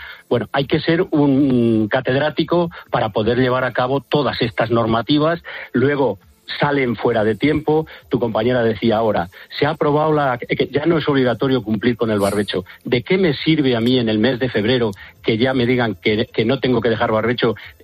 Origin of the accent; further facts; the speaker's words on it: Valladolid, Castile and León, Spain; en Valladolid, que yo soy de Valladolid, ha sido impresionante